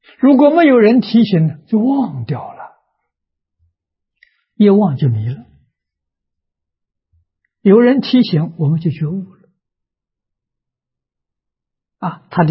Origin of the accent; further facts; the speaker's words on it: China; 我们中国人讲啊，气氛、氛围